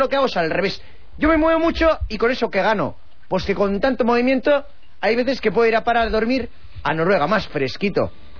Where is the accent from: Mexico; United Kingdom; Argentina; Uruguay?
United Kingdom; England; Spanish is a second language; La parte norte.